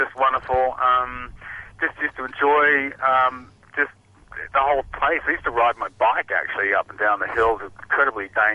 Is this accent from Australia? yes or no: yes; Australia; now in Hong Kong; We're all Australian, so we're away from home just so much.